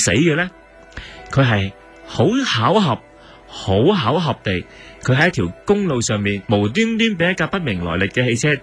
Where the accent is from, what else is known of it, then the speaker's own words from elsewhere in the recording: Hong Kong; 北京人同我哋香港人系有好唔同嘅地方